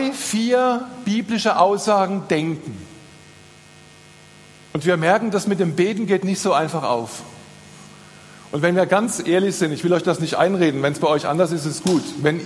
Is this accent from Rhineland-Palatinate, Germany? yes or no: yes; Rhineland-Palatinate, Germany; Also ich bin Pfälzer